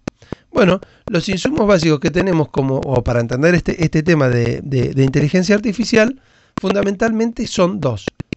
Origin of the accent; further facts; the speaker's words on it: Argentina; Poco dato, mucha opinión, somos los argentinos.